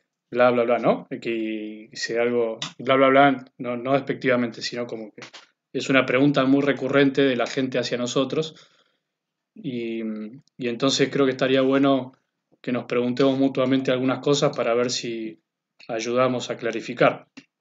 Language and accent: Spanish; Bella Vista, Buenos Aires Province, Argentina; also born or lived in San Miguel de Tucumán; ya de muy chico mis padres por trabajo se tuvieron que venir a Buenos Aires. Soy el cuarto de 7 hermanos, así que, bueno, casi que me crié acá en Buenos Aires, en la zona de Bellavista.